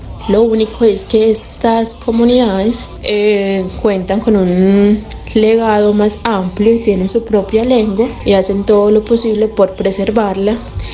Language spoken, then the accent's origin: Spanish; El Bagre, Antioquia, Colombia; yo soy antropóloga y soy del municipio de El Bagre, Antioquia. Conozco y sé que hago parte de una herencia indígena